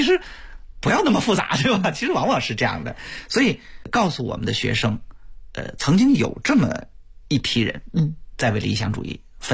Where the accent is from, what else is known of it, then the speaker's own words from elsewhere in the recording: China; 我们读传统文化其实是我们希望做一个现代的中国人，我们不把我们中国人的根丢了。